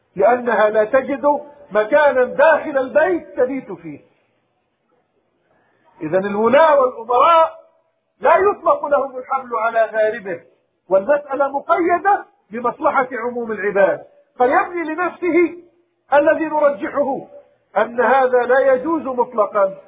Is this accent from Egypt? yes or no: no; Palestine; اللهم ردنا إلى بلادنا فلسطين، اللهم ردنا إلى دورنا في بلادنا فلسطين،